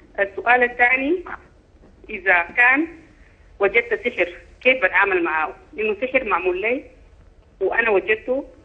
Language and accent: Arabic; Sudan; now in United States; أنا سودانية مقيمة في الولايات المتحدة الأمريكية